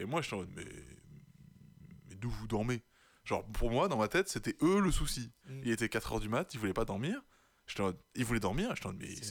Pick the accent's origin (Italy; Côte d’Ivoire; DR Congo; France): France; Niort, Nouvelle-Aquitaine; Pendant longtemps, moi je rentrais pas beaucoup sur Niort pendant l'année, parce qu'on est de Niort.